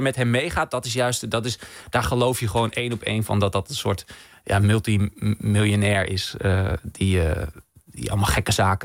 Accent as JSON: {"language": "Dutch", "region": "Groningen", "country": "Netherlands", "said": "Omdat ik kom uit Groningen en ik woonde in een wijk vlak naast het Noorderplantsoen."}